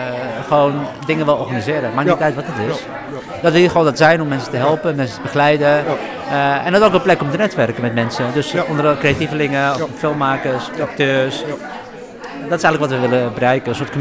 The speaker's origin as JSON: {"language": "Dutch", "town": "Amsterdam", "region": "North Holland", "country": "Netherlands", "tie": "born or raised there", "said": "Ik ben zelf Amsterdamse. Achterhoor in Noord. Ja, daar is niks meer van over."}